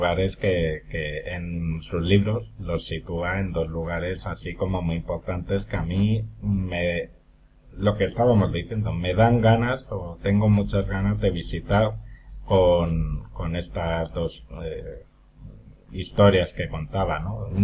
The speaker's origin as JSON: {"language": "Spanish", "town": "Getafe", "region": "Community of Madrid", "country": "Spain", "tie": "born or raised there", "said": "el barrio de mi infancia no está en Madrid, precisamente, porque yo soy de Getafe, que está próximo a Madrid."}